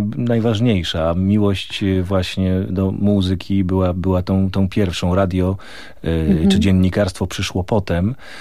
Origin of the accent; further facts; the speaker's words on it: Olkusz, Lesser Poland, Poland; ja wychowałem się na blokowisku w Olkuszu, niewielkim miasteczku 40 kilometrów od Krakowa